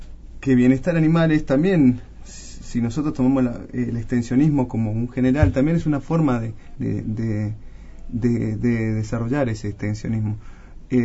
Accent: Colonia Caroya, Córdoba, Argentina; born there; yo nací en Colonia Carolla, provincia de Córdoba. Hice mis estudios universitarios en la ciudad de Corrientes

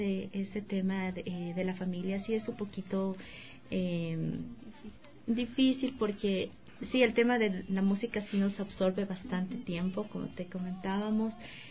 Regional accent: Arenillas, El Oro, Ecuador; yo vivo ya años aquí, pero yo soy de la provincia del Oro, de Arenillas, y pues allá también tengo a mi familia

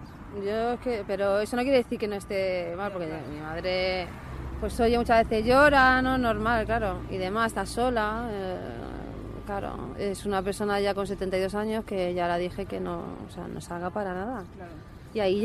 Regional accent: Spain; also born or lived in Morocco; Yo soy nacida en Marruecos y criada aquí. Primero vino mi padre, luego vino mi madre y nos trajo, claro.

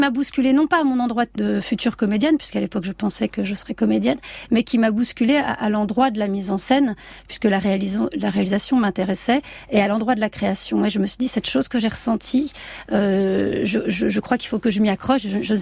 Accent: south of France, France; moi, je viens donc du sud de la France. Enfin, j'ai grandi à partir de mes 11 ans là-bas

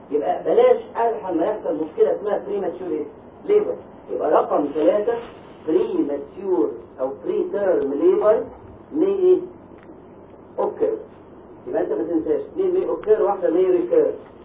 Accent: Egypt; ثالث خط احنا عندنا في مصر اذا بيبي اتولد قبل 32 اسبوع يعيش؟

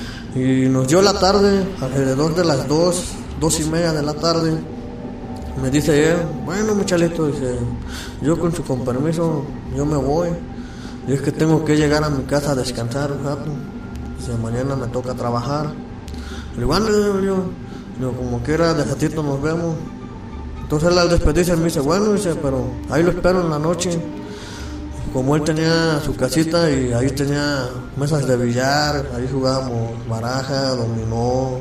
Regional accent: Cárdenas, San Luis Potosí, Mexico; Yo estaba ausente de mi pueblo, que es Cárdenas. Andaba trabajando para el ayuntamiento de Santa Catarina, San Luis Potosí.

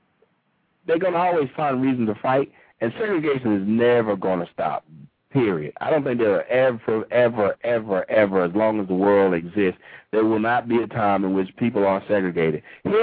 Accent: Laos; He's from Laos. I'm from Laos.

